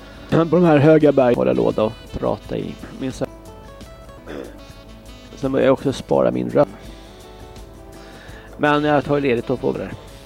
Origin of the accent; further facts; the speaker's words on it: Australia; Swedish is a second language; now in Sweden; Ja, jag kommer från Australien.